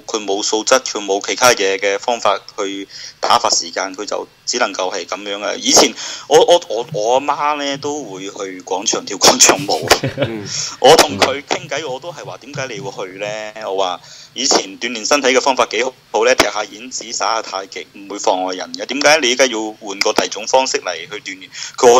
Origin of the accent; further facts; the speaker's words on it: China; 我又唔夠膽立亂問人喎、啊，你知唔知道我大陸人嚟噶嘛？